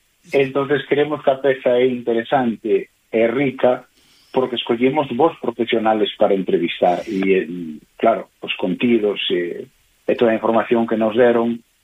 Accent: Galicia, Spain; porque somos galegos e estamos falando para un público mayoritariamente galego

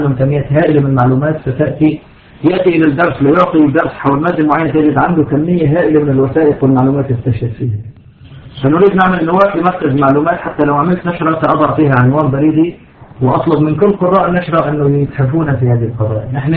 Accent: Syria; سبق عندنا في سوريا أن النظام مستعد على المجازر

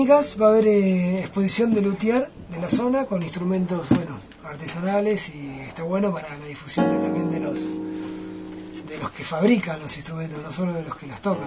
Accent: Argentina; Somos privilegiados los argentinos con la música que tenemos.

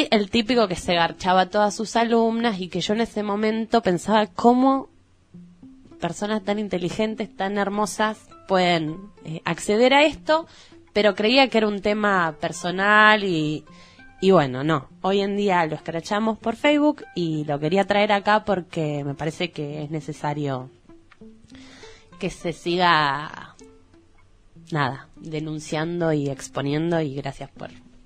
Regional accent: Junín, Buenos Aires Province, Argentina; Y bueno... yo soy de Junín, como ya dije. Este fin de semana fui a ver a mi familia

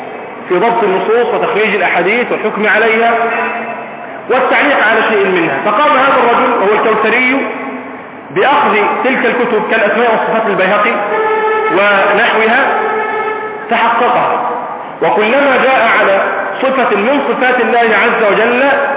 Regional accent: Egypt; عندنا في مصر

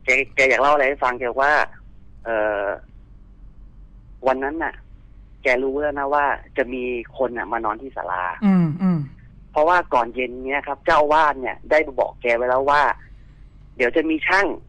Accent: Prachin Buri, Thailand; moved away as an adult; also born or lived in Bangkok; หลังจากที่ผมจบมัธยมจากปราจีนบุรีนะครับบ้านผมอยู่ปราจีนบุรีใช่ไหมครับ ก็มาเรียนต่อที่สังเสาที่กรุงเทพนะครับ

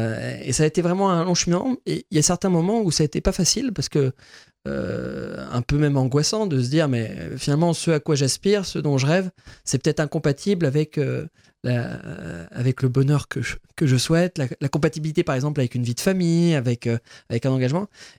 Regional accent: Rosières-aux-Salines, Grand Est, France; Et je crois que la manière dont j'ai grandi à Rosières-aux-Salines, faire l'école maternelle, l'école primaire

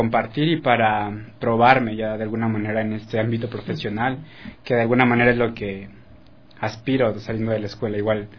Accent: Mexico; moved away as an adult

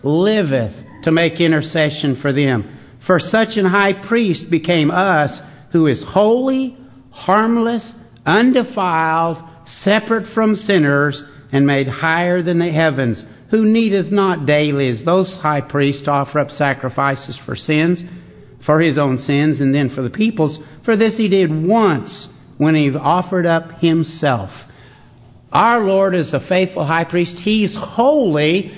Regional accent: Arkansas, United States; He wants us to just take a gander, if you please, is the way that I grew up hearing it in Arkansas.

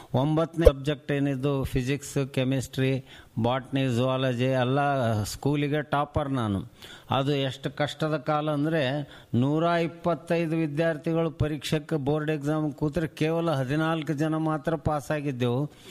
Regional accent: Raichur, Karnataka, India; ನನ್ನ ಹುಟ್ಟೂರು ರಾಯಚೂರು, 1944 ಅಂದರೆ ಸ್ವಾತಂತ್ರ್ಯ ಪೂರ್ವದಲ್ಲಿ ನಾವು ಹುಟ್ಟಿದವನು.

